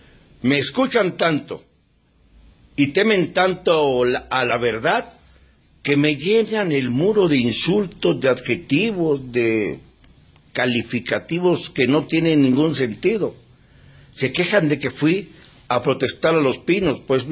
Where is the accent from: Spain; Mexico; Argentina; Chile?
Mexico; le diré cuando menos, como mexicano